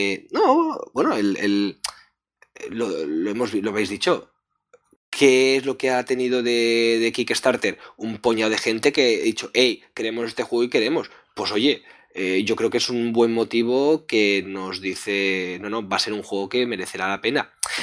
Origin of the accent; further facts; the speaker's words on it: Catalonia, Spain; como nosotros somos catalanes